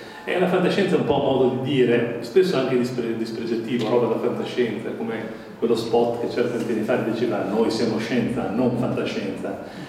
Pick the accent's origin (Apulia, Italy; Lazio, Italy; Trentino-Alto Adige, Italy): Trentino-Alto Adige, Italy; Bolzano; also born or lived in Milan; da qualche anno sono qui a Bolzano come giornalista nella redazione del TGR. Comunque sono cresciuto a Bolzano, ho fatto le scuole qui, tutte quante. Poi sono stato a Milano dove ho studiato ingegneria e ci sono rimasto alla fine per una trentina d'anni.